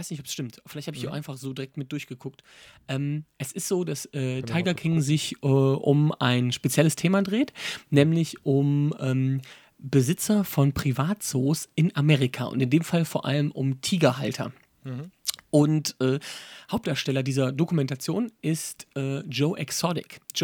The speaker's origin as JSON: {"language": "German", "town": "Wipperfürth", "region": "North Rhine-Westphalia", "country": "Germany", "tie": "born or raised there", "said": "meine Heimatstadt Wipper führt, da ist ja wirklich, da gibt es keine Bahnstrecke mehr"}